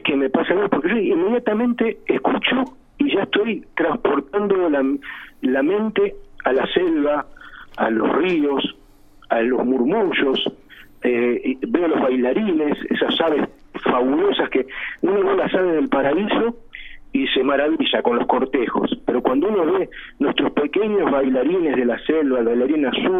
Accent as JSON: {"language": "Spanish", "country": "Argentina", "said": "hoy somos argentinos con un cóctel de genes y también de historias."}